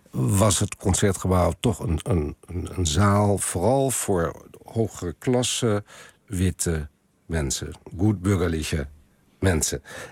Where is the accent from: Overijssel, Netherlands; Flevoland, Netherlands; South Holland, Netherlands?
Overijssel, Netherlands; Als ik vroeger met mijn ouders vanuit Twente naar het Concertgebouw ging, waren mijn zusje en ik, wij zijn allebei gemengde kinderen